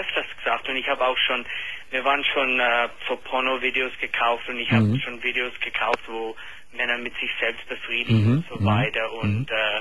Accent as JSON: {"language": "German", "country": "United States", "second_language": "German", "said": "ich bin Amerikaner, es tut mir leid mit meinem Deutsch"}